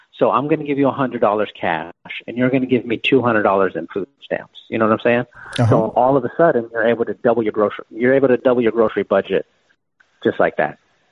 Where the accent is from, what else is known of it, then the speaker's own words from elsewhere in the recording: San Antonio, Texas, United States; We grew up in South San Antonio. It's just like a very bad part of town. Maybe half of the people there graduate high school.